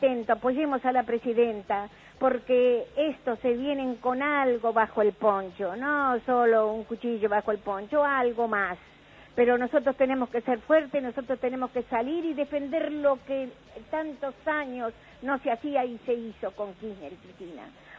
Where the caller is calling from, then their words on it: San Justo, Buenos Aires Province, Argentina; de San Justo.